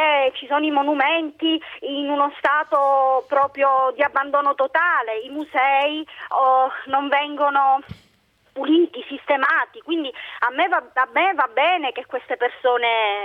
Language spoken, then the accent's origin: Italian; Palermo, Sicily, Italy; now in Modena, Italy; io vivo a Modena ma sono palermitana.